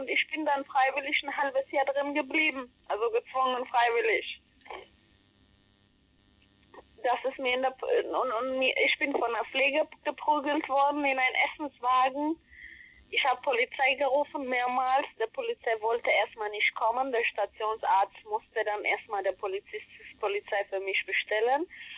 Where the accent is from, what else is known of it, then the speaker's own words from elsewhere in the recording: Ethiopia; now in Germany; Ich habe einen blauen Pass, ich darf nicht zu meiner Heimat zurück. Ich kann überall hin und nicht in meine Heimat.